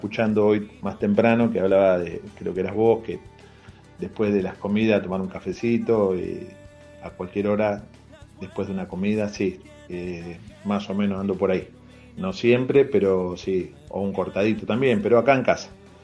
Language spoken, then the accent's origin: Spanish; José C. Paz, Buenos Aires Province, Argentina; now in Mar del Plata, Argentina; Mar del Plata es maravillosa, es una ciudad que de niño me enamoré, y yo soy de Buenos Aires, de José Pá, y me vine a vivir acá, y la verdad que no me arrepiento.